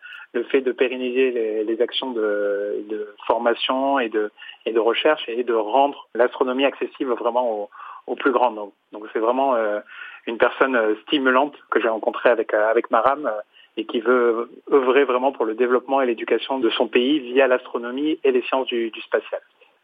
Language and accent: French; Nice, Provence-Alpes-Côte d'Azur, France; born there; Moi, je suis né à Nice, de parents sénégalais